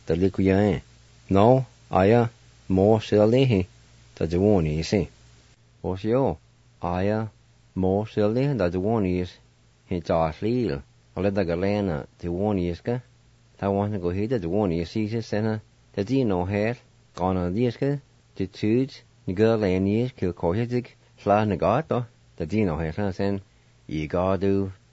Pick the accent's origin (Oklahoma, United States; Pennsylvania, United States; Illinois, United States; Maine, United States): Oklahoma, United States; Jay; now in Tahlequah, United States; the things I remember while growing up around the Jay area and to the present time here in Tahlequah.